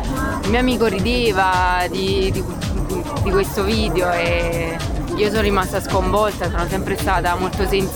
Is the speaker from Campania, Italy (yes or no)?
yes; Salerno, Campania, Italy; Di Salerno.